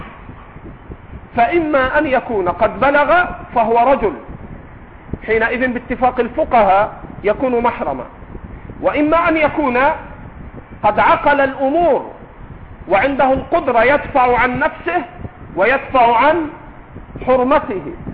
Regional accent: Egypt; accent: Egyptian; وإن كنا نحن في لهجتنا المصرية نطلق العجوز على كل كبير

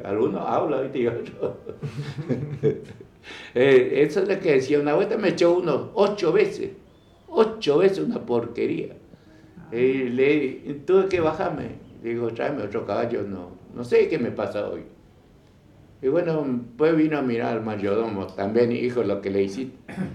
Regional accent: Corrientes, Argentina; me despido con fuerte zapucá, como buen correntino

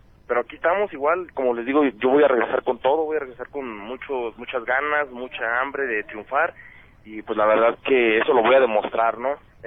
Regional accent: Guadalajara, Jalisco, Mexico; Que voy a iniciar allá en mi tierra, en Guadalajara, voy a iniciar mi regreso.

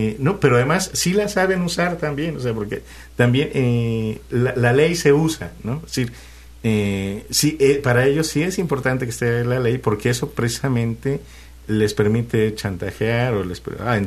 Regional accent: Mexico; Ya somos, por ejemplo, así somos los mexicanos

